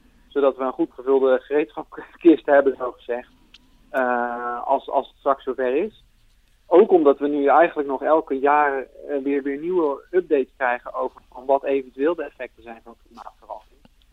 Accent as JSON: {"language": "Dutch", "country": "Netherlands", "said": "Nou ja, het is een onderwerp waar we als Nederlanders eigenlijk als geen ander bekend om zijn."}